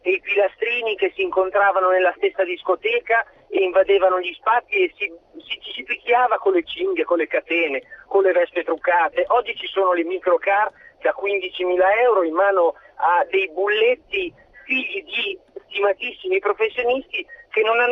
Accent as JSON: {"language": "Italian", "town": "Bologna", "region": "Emilia-Romagna", "country": "Italy", "said": "sono bolognese ma non la abito più Bologna perché per lavoro non la frequento"}